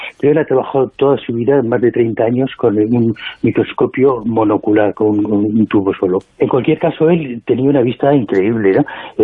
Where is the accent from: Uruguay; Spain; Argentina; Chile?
Spain; somos los mismos españoles los que no hacemos